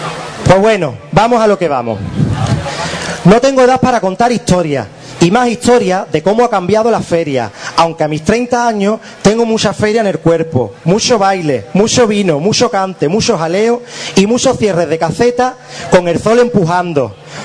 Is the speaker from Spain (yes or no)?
yes; Ubrique, Andalusia, Spain; Soy de Ubrique, del lugar más maravilloso de donde se puede ser. Me siento orgulloso de donde nací y no cambiaría mi pueblo por ningún otro lugar del mundo. Porque he nacido aquí, porque me he criado aquí